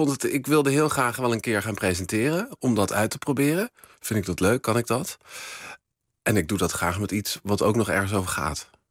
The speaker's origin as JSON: {"language": "Dutch", "town": "Uithuizen", "region": "Groningen", "country": "Netherlands", "tie": "born or raised there", "said": "Ja, dat was in Uithuizen, waar ik ben opgegroeid."}